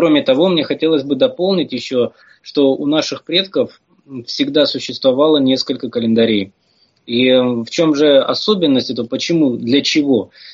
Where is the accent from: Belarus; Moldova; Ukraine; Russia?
Ukraine; Я как украинец, украинская территориальная разновидность русских